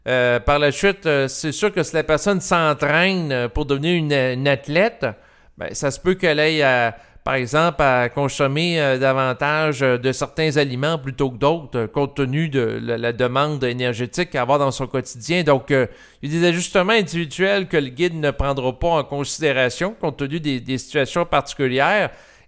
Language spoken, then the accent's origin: French; Canada; Entre autres au Canada, parce que je suis Canadien.